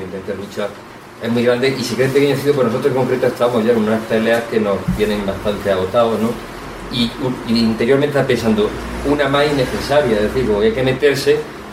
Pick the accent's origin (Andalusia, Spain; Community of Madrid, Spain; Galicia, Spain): Andalusia, Spain; Jódar; Sí, mi compañero y yo venimos de Jodar, ¿no?